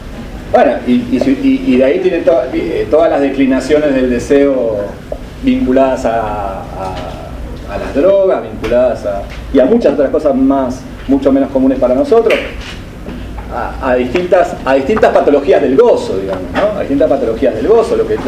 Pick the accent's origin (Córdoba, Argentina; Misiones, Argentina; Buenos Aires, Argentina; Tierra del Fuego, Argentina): Buenos Aires, Argentina; Soy argentino, ¿qué más? Soy porteño, ¿qué más?